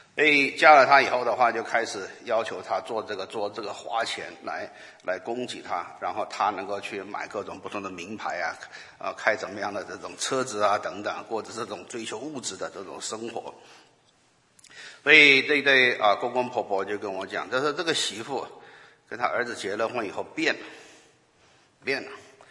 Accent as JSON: {"language": "Chinese", "country": "China", "said": "所以这个离开父母这个观念对我们中国人来讲是一个foreign concept"}